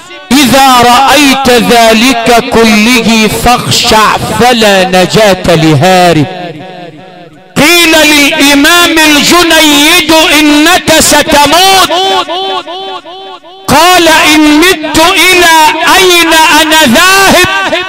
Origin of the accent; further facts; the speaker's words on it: Sharqia Governorate, Egypt; عندنا في الشرقية ومن أسوان لإسكندرية